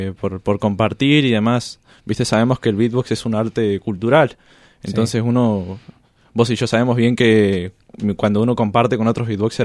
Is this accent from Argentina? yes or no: no; Chile; born there; Yo nací en Chile y cuando cumplí 4 años tuve mucha fiebre